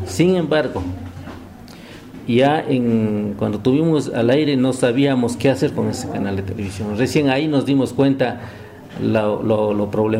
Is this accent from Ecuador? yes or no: yes; Ecuador; del Estado Plurinacional del Ecuador